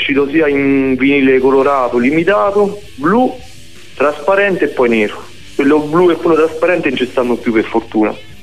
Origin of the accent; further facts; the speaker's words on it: Colleferro, Lazio, Italy; Allora, tutti di Colleferro, nella profonda Burinia.